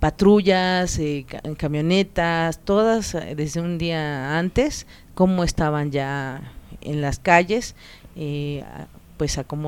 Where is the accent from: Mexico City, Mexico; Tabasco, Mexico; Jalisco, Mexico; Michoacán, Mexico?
Mexico City, Mexico; born there; Yo nací en la Ciudad de México, ya llevo 40 años viviendo acá en Xochimilco, soy avecindada y vivo en el pueblo de San Lucas, Xochimanca.